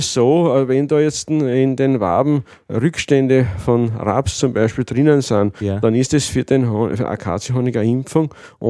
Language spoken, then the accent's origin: German; Lower Austria, Austria; Weil bei uns im Weinviertel, man sieht eh, es gibt genug Windrallen und es gibt also Unmengen Wind.